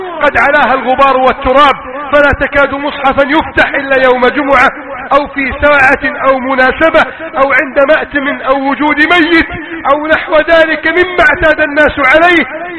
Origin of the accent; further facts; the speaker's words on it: Egypt; اللهم احفظ بلدنا مصر وسائر بلاد المسلمين، اللهم اجعل مصرنا سخاء الرخاء وسائر بلاد المسلمين